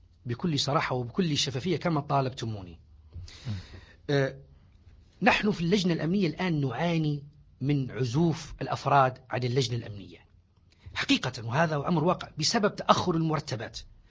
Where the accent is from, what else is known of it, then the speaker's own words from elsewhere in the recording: Libya; الآن ما من ليبي إلا ويفتخر ويقول أنا ليبي